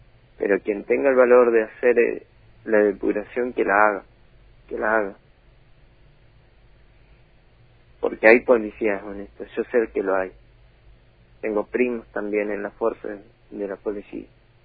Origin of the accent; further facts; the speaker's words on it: Valcheta, Río Negro, Argentina; Y yo nací, me crié acá en Balcheta, viví acá en Balcheta.